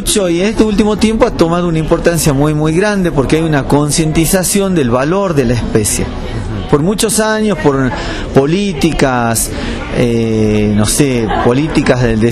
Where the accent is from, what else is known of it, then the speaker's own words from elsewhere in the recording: Jujuy, Argentina; yo soy jujeño y trabajo en el INTA de Abra Pampa